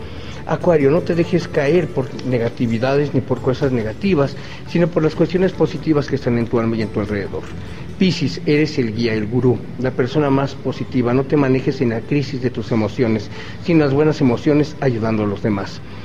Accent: Mexico; mi país, mi tierra, México, ha sufrido mucha tristeza

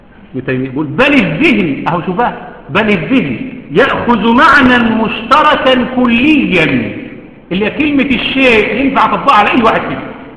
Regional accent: Egypt; حتى احنا عندنا كمصريين

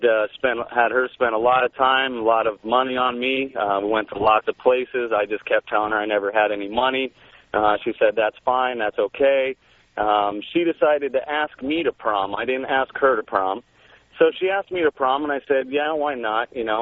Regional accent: Phoenix, Arizona, United States; I'm from Phoenix. I did go to my prom.

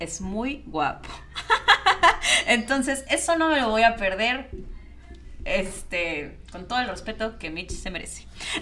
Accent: Mexico; Yo soy mexicana y muy orgullosa

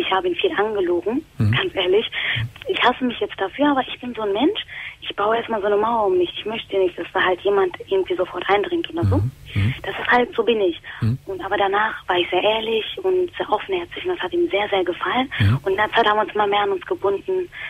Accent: Turkey; und ich bin Moslem. Also ich bin eine Türkin

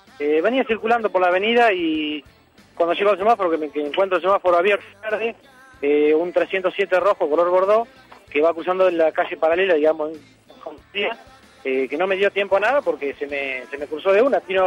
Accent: Argentina; now in La Plata, Argentina; Sí, soy nativo de acá, pero estoy viviendo en la ciudad de La Plata.

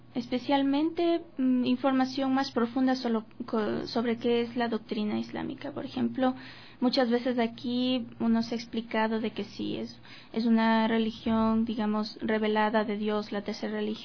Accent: Ecuador; tiene mucha diferencia aquí con lo que practicábamos como ecuatorianos

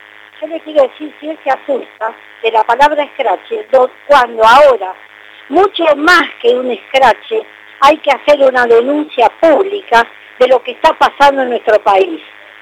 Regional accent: Argentina; a mí me da vergüenza como argentina.

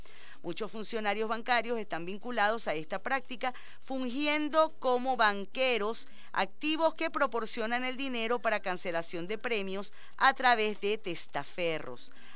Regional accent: Venezuela; también ha corrompido a nuestra idiosincrasia, nuestros valores y nuestros principios como venezolanos

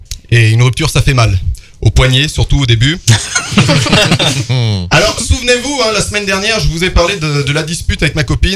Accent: Auvergne-Rhône-Alpes, France; Je suis auvergnat.

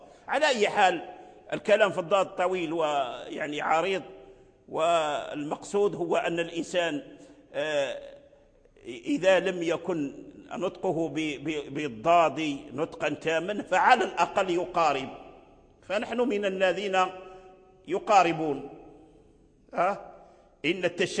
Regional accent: Fez, Fès-Meknès, Morocco; لا أدعي يعني أن أحسن النطق بهذا الحرف، ولا أحد من بلدنا يعني يحسن النطق به، لا فاس ولا غيرها من البلاد

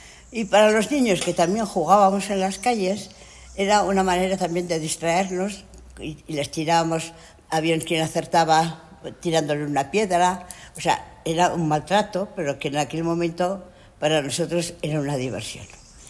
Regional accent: Navarre, Spain; presentarle a los franceses que me solían venir, porque claro, mi pueblo está bastante cerca de la frontera. Y venían con frecuencia familias y personas que venían de paso, que iban a Pamplona

